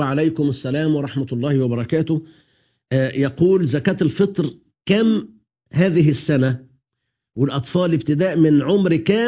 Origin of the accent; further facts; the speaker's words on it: Egypt; في بلدنا مصر